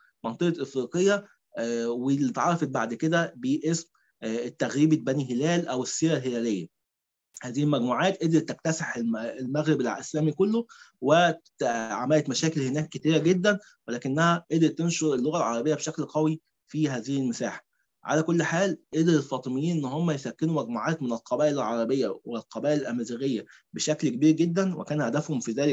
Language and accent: Arabic; Egypt; احنا بنحاول نغذي بيها النزعة الشوفينية عندنا كمصريين